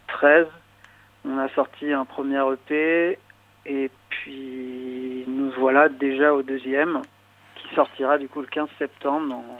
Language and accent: French; Paris, Île-de-France, France; Et on est de Paris.